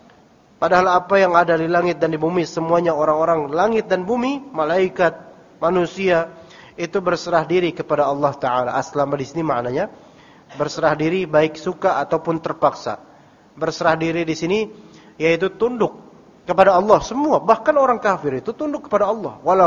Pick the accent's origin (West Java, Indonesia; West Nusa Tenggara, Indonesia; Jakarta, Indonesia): Jakarta, Indonesia; Diganti sama kita orang Betawi terutama.